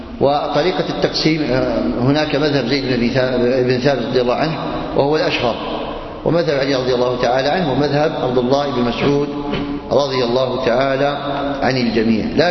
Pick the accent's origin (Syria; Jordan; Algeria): Algeria; كما هو عندنا في الجزائر،